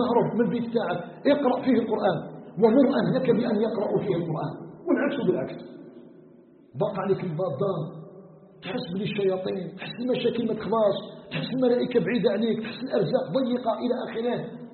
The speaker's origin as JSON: {"language": "Arabic", "country": "Algeria"}